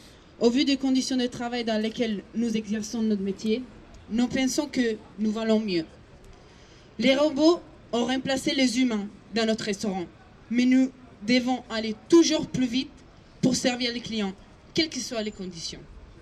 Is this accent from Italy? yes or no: yes; Italy; French is a second language; now in Paris, France; je me présente vite fait. Je suis italienne, je vais bientôt avoir 25 ans. Et la ville de Paris et cet restaurant, ils m'ont accueilli il y a maintenant 2 ans et demi.